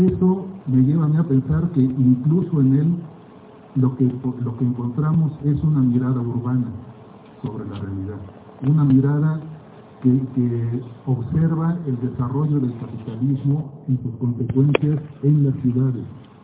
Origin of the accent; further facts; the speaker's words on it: Mexico City, Mexico; now in Oaxaca, Mexico; por mi aspecto, se pueden dar cuenta que no soy oaxaqueño, yo soy chilango, antropólogo por la ENA, que por causa de un extraño tsunami en 1980 me fui a Oaxaca y no regresé. Allá, desde ayer, desde entonces estoy allá.